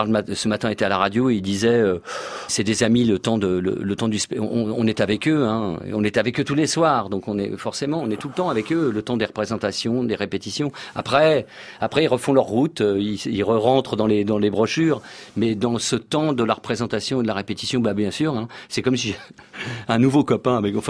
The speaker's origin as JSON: {"language": "French", "town": "Saint-Maur-des-Fossés", "region": "Île-de-France", "country": "France", "tie": "born or raised there", "said": "Je suis né en banlieue, dans le 94, à Saint-Maur-des-Fossés"}